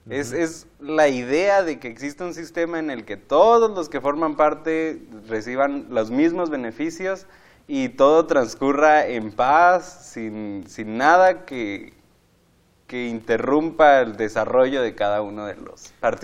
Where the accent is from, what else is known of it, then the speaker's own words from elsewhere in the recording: Chihuahua, Mexico; yo vengo de Chihuahua, Chihuahua y estoy en mi último año de teología.